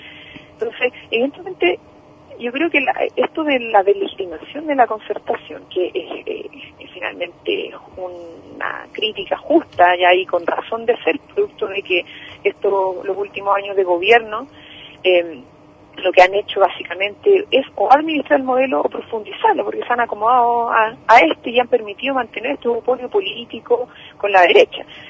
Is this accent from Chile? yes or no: yes; Chile; nosotros nos queda como chilenos en chilena, como en nuestro largo territorio nacional